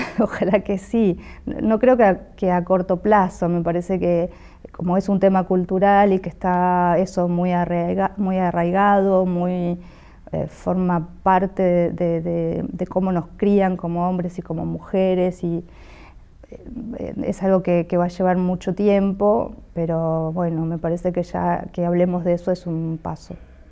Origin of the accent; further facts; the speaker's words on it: Argentina; soy escritora y soy de Argentina.